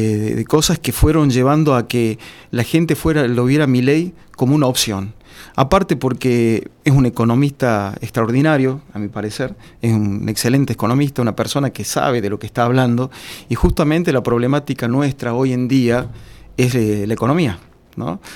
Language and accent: Spanish; Argentina; yo creo que también se da en un contexto en que nosotros como argentinos habíamos llegado al hartazgo